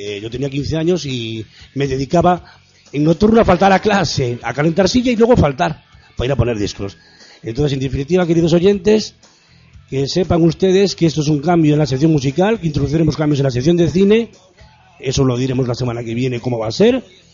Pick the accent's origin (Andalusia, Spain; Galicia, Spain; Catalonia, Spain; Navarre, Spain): Galicia, Spain; now in Lanzarote, Spain; Lanzarote para mí, aunque soy gallego, es ahora mismo mi adopción y yo creo que mi residencia para muy, muy largo plazo.